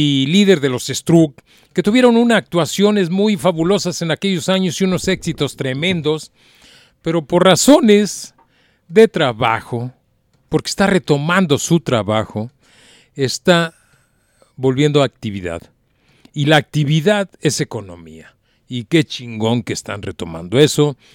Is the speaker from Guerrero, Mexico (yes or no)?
no; Guadalajara, Jalisco, Mexico; qué desgracia, como ciudadano tapatío.